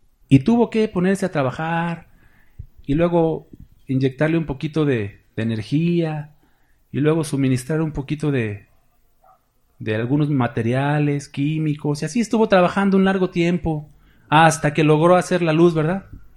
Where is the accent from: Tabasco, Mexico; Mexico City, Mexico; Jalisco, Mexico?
Mexico City, Mexico; sepan que soy chilango, mis hermanos